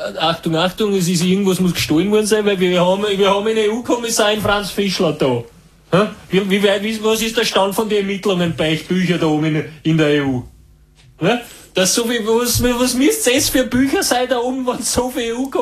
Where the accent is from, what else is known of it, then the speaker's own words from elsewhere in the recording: Carinthia, Austria; Na, bei uns in Kärnten herunten ist manchmal ja ein bisschen gepfeffert.